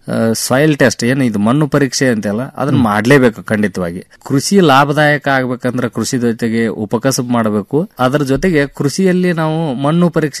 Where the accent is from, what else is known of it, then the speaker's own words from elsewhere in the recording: Morab, Karnataka, India; ನಾವು ಮೂಲತಃ ಧಾರವಾಡ ಜಿಲ್ಲಾ ನವಲಗುಂದ ತಾಲೂಕು ಮೊರಬು ಗ್ರಾಮದ